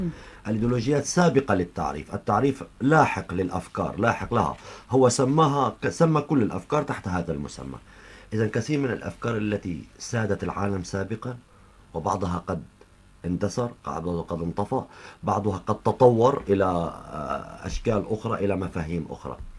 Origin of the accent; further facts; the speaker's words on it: Syria; وهذا ما نعاني حاليا في بلدنا سوريا